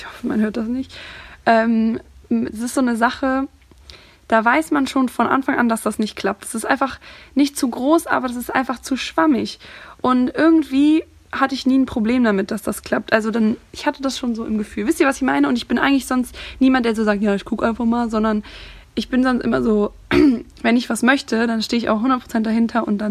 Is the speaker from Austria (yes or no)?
no; Cologne, North Rhine-Westphalia, Germany; Also, ich studiere mittlerweile hier in Köln. Ich komme aus Köln, beziehungsweise aus der Nähe von Köln.